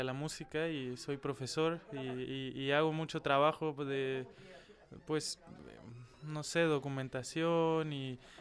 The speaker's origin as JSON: {"language": "Spanish", "town": "Cuernavaca", "region": "Morelos", "country": "Mexico", "also_born_or_lived": "Mexico City", "said": "Yo soy de México, de una ciudad que se llama Cuernavaca. Una ciudad más o menos pequeñita para las dimensiones del país. Y ahí empecé a estudiar, después me fui a la Ciudad de México."}